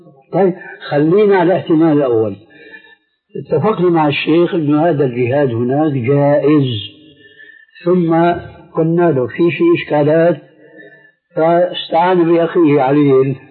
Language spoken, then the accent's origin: Arabic; Syria; إذا سمحت كني بيقول عندنا في الشام كني وغطاؤها